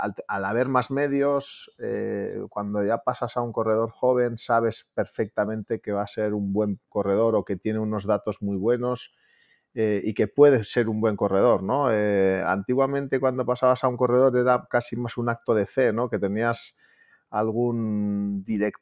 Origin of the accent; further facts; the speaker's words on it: Reinosa, Cantabria, Spain; en Reynosa, en mi pueblo.